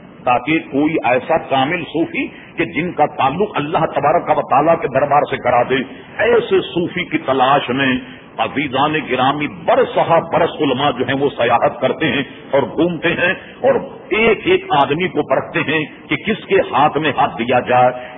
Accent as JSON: {"language": "Urdu", "town": "Hyderabad", "region": "Telangana", "country": "India", "tie": "born or raised there", "said": "میں نے اس لیے کہا کہ میں حیدرآباد دکن کا رہنے والا ہوں, سقوط حیدرآباد دکن میرے سامنے ہوا. میں اس وقت بہت سمجھدار تھا, 48 سن میں بہت سمجھتا تھا"}